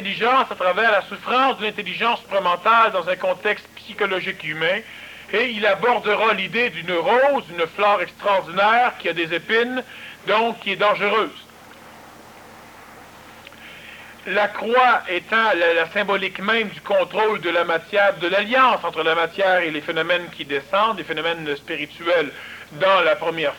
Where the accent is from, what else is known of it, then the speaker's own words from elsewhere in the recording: Quebec, Canada; Mais, nous sommes québécois, le Québec et nous autres.